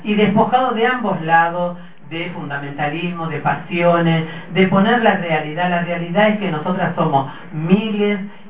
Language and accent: Spanish; Salta, Argentina; Soy salteña, si la empanada no tiene papa, para mí no es empanada.